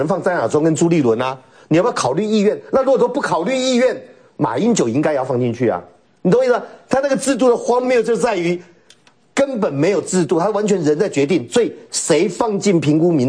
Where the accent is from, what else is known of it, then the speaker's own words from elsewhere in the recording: Taoyuan, Taiwan; 我们都桃园，我小时候在桃园嘛，